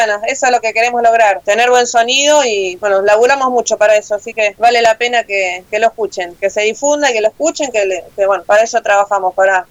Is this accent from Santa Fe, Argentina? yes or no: no; Buenos Aires, Argentina; ya saben que somos de acá de Argentina, de zona oeste.